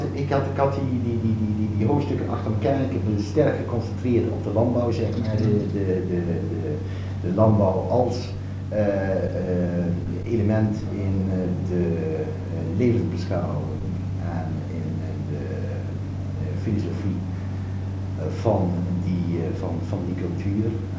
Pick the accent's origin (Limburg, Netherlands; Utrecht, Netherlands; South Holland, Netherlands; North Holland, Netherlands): North Holland, Netherlands; Amsterdam; ik als Amsterdammer, als functionalist naar Nieuw-Guinea vertrok en dat ik als structuralist terugkwam.